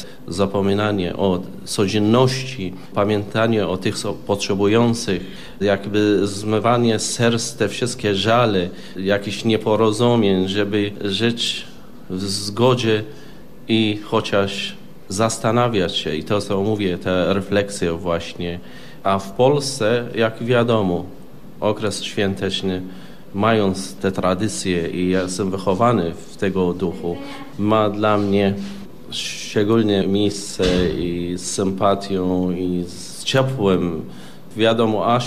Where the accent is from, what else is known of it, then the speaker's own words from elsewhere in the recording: Baghdad, Baghdad Governorate, Iraq; Polish is a second language; ja pochodzę z Bagdadu. Bagdad, które była podzielone pół na pół między muzułmanami a chrześcijanami.